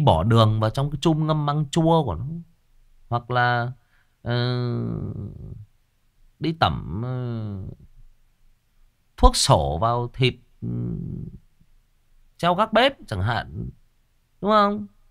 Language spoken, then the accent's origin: Vietnamese; Lai Chau Province, Vietnam; cái gốc của tôi là ở người Kinh ở dưới Hưng Yên cơ. Tại vì tôi lớn lên ở đây với họ mà các bạn.